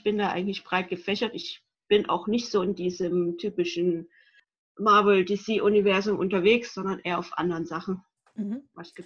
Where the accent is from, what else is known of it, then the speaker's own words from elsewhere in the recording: Rhineland, Germany; ich komme aus dem Rheinland.